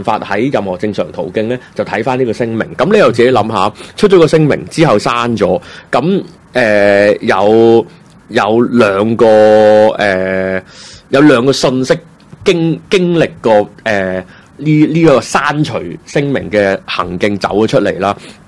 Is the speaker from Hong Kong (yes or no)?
yes; Hong Kong; 只要咁我哋香港人香港有个大陆佬